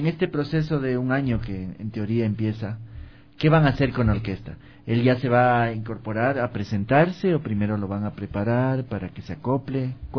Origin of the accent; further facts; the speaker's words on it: Ecuador; lo cual nos congratula también como ecuatorianos.